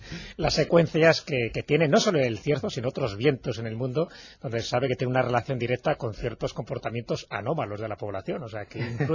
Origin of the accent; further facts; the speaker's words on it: León, Castile and León, Spain; Digo, no, porque yo soy de León y la verdad que a mí este clima no se puede decir que sea frío